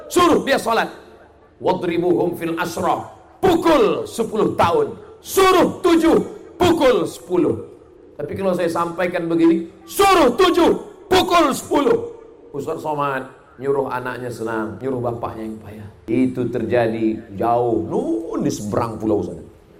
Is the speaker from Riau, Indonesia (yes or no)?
yes; Riau, Indonesia; Saya datang dari Riau, negeri Melayu.